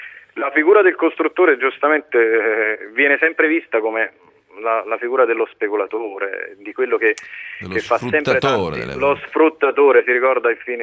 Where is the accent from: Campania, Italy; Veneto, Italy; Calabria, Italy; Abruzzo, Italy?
Campania, Italy; Naples; Nei territori un attimino più degradati del meridione, io vengo da Napoli